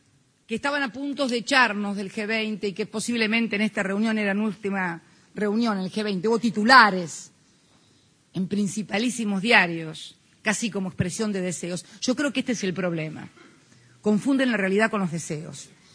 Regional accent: Argentina; voy a hablar en pesos argentinos porque soy argentina.

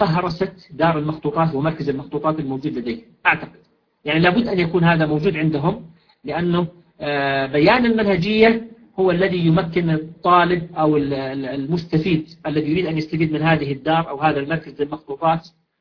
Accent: Jordan; عندنا في الأردن حسب معلوماتي يمكن ذلك بكل سهولة ويسر

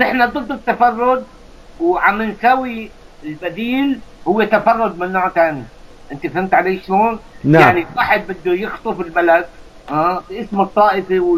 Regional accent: Aleppo, Aleppo Governorate, Syria; نحن اولاد حلب يعني انت بتعرف انا كمان حلبي

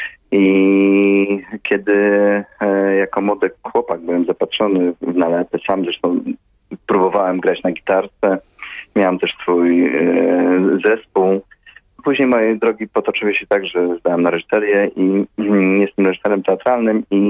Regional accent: Rzeszów, Subcarpathian Voivodeship, Poland; Ja jestem z Rzeszowa. Tutaj się uczyłem, tutaj chodziłem do liceum.

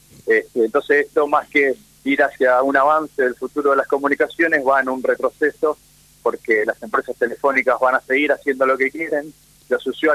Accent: Buenos Aires, Argentina; born there; moved away as an adult; now in San Carlos de Bariloche, Argentina; Yo soy nacido en Buenos Aires y toda mi carrera la hice en Buenos Aires.

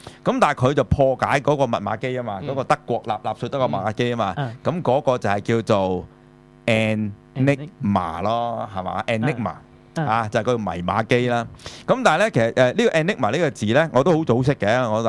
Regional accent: Hong Kong; 即係話我哋香港人好中意讀 memo 嘅咧，其實我哋作出嚟嘅，係我哋香港人作嘅。

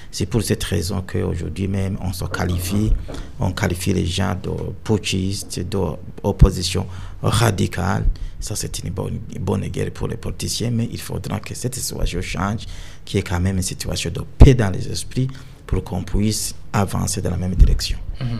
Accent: Burundi; nous sommes tous des Burundais, nous travaillons tous pour le Burundi

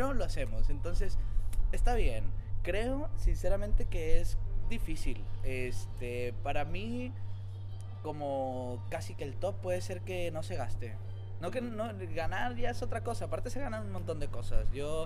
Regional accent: Mexico; yo soy de México

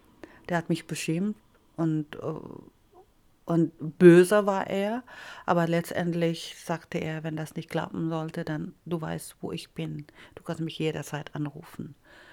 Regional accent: Philippines; Der war dann halt 4 Tage dann in meiner Heimat geblieben.

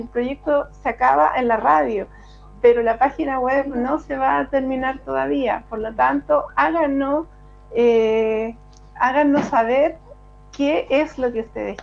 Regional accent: Puente Alto, Santiago Metropolitan, Chile; Puente Altina, de tomo y lomo, yo nací y criada en Puente Alto. Nací en el Sotero del Río el año 67

